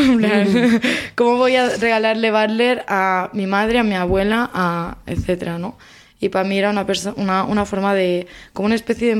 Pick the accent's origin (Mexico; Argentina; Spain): Spain; first language Catalan; Spanish is a second language; el catalán es mi primera lengua y también soy activista del catalán